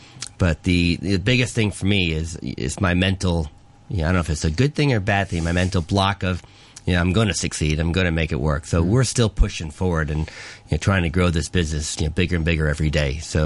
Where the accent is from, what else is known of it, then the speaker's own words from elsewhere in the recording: United States; now in Hong Kong; You know, being American, you know, we actually do the sweet pies, but we do sweet and savory